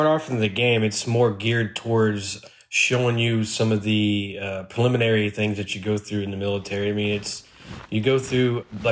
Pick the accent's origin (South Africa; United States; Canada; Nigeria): United States; Oklahoma City, Oklahoma; I'm from Oklahoma City, Oklahoma.